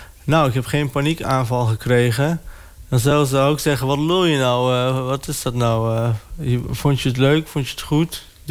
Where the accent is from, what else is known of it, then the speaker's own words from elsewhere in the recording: Overijssel, Netherlands; accent: Sallands; ik heb een Sallands accent... Dus mensen denken altijd van, is die jongen verkouden of zo? Maar dat is gewoon omdat ik uit het oosten kom. Dus wij slikken wel eens een letter in. Zo lopen, zeggen wij dan.